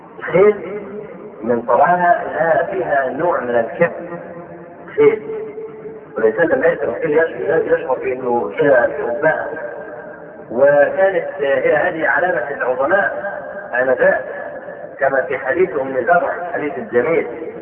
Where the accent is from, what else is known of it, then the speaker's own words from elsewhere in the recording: Egypt; نشوف عندنا في مصر